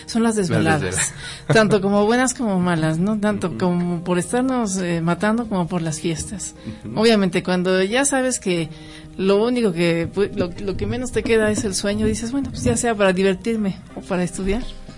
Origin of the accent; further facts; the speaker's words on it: Pachuca, Hidalgo, Mexico; born there; Yo nací en Pachuca.